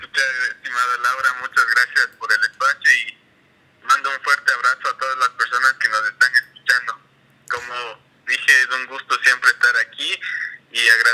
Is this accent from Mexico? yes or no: no; Quito, Pichincha, Ecuador